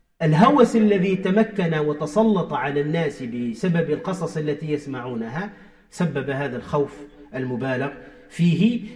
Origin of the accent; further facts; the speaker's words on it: Tunisia; عندنا في تونس من جاهلية الناس يقولوا